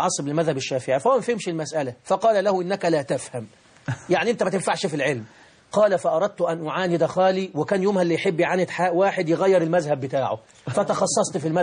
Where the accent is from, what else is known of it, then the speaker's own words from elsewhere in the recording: Deibi, Beheira, Egypt; أنا من محافظة البحيرة، مركز رشيد، قرية تسمى بقرية ديبي، وهي تشتهر في المنطقة بأسرها بقرية القرآن الكريم